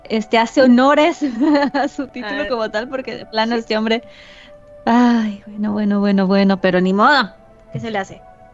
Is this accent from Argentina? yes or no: no; Mexico; Somos malas mexicanas en todo caso